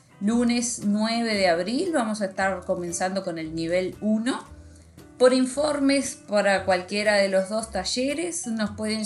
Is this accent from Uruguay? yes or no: yes; Libertad, San José, Uruguay; born there; yo nací en la ciudad de Libertad, en el departamento de San José, aquí en Uruguay.